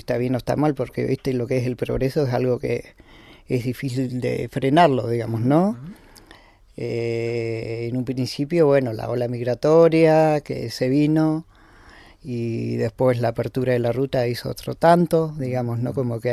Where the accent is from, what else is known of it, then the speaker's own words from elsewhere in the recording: El Bolsón, Río Negro, Argentina; born there; Tuve el privilegio de nacer acá en Bolsón.